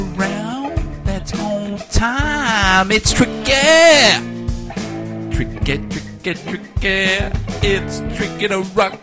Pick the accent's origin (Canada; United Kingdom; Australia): Australia; sounding American, but I ain't American. Oh no, I'm Australian. Aussie, down to the core.